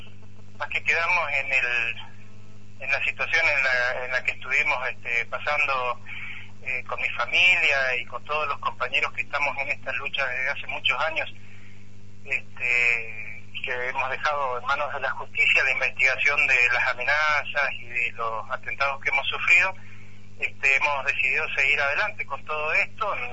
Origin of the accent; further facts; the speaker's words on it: Mendoza, Argentina; acá en General Alvear, específicamente, para que se ubiquen, nosotros estamos a 330 kilómetros de la ciudad capital, al sur, o sea que nosotros somos los mendocinos más vecinos de ustedes.